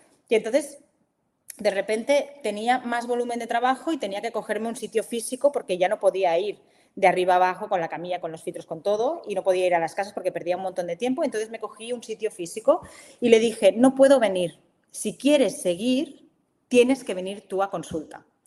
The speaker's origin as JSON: {"language": "Spanish", "town": "Barcelona", "region": "Catalonia", "country": "Spain", "said": "ella vivía en Barcelona, porque yo soy de Barcelona"}